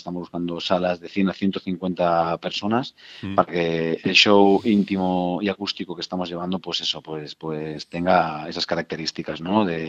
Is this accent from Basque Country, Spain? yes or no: no; Valencia, Valencian Community, Spain; Nosotros somos de Valencia y lo bonito es terminar, ¿no? En Valencia.